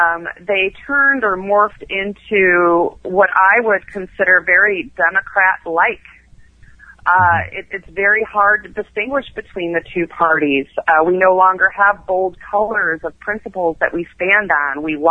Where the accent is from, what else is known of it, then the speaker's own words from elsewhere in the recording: Illinois, United States; and I live in California, and I'm from Illinois. So I'm from Reagan country